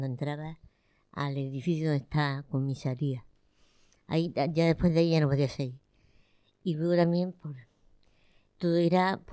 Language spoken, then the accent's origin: Spanish; Lorca, Region of Murcia, Spain; moved away as an adult; now in Murcia, Spain; Yo, porque como soy de Lorca, cuando me vine aquí a estudiar, pues los fines de semana era obligatorio irse a tu casa.